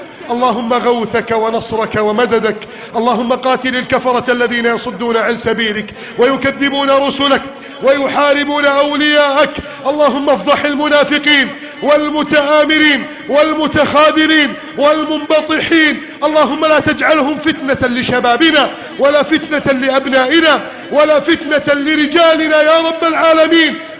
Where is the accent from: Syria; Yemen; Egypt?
Egypt; يا رب بلدنا مصر نستودعك إياها